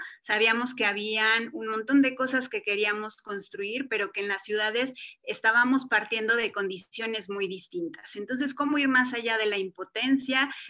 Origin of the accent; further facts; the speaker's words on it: Mexico City, Mexico; en la Ciudad de México, donde yo nací, donde viví muchos años de mi vida